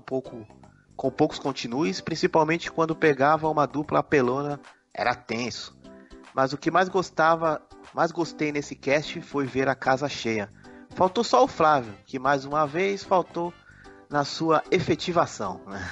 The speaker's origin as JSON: {"language": "Portuguese", "country": "Brazil", "said": "porque eu sou brasileiro, uai."}